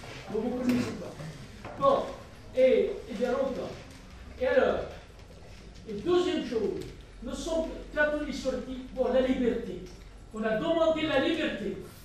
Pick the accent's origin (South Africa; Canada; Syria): Syria; Nous sommes des Syriens.